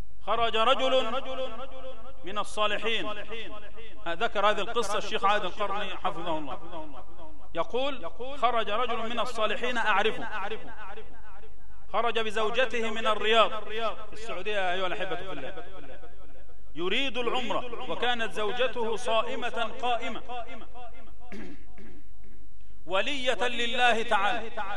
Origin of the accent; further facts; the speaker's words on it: Egypt; اللهم اجعل بلدنا مصر آمنا مطمئنا سخاء رخاء